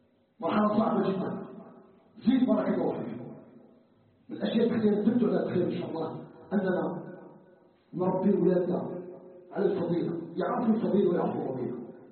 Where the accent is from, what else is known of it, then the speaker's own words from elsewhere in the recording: Algeria; ان يجعل بلدنا الجزائر بلدا امنا مطمئنا